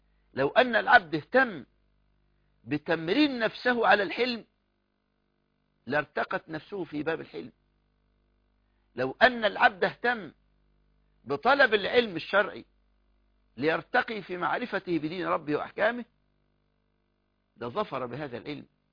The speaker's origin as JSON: {"language": "Arabic", "country": "Egypt"}